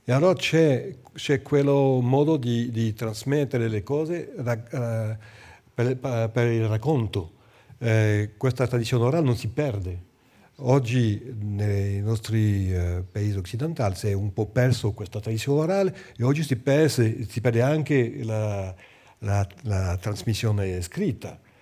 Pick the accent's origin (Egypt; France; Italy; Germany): France; Italian is a second language; io sono francese, chiaramente, ho fatto tutte le mie studi in Francia, sono francese, però sono di cultura armenia.